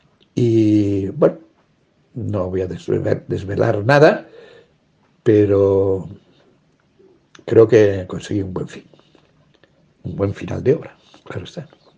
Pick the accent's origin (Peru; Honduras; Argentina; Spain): Spain; Navajas, Valencian Community; se ha puesto en contacto conmigo la chica que lleva la biblioteca de mi pueblo, de Navajas, diciéndome, por favor, que organicemos una fecha para presentar mi libro en Navajas